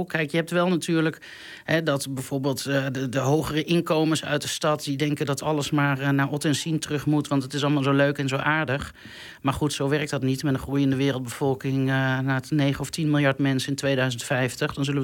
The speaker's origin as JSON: {"language": "Dutch", "town": "Cuijk", "region": "North Brabant", "country": "Netherlands", "tie": "born there", "lives_now": "Deventer, Netherlands", "said": "Ik ben geboren in het plaatsje Kuik in Noord-Brabant en ik woon nu in Deventer."}